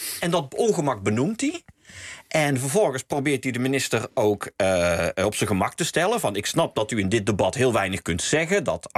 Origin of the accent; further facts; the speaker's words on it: the south, Netherlands; accent: soft G; als ik heel geëmotioneerd ben, heel boos of heel verliefd, dan merk ik ook wel dat mijn zachte G weer terugkomt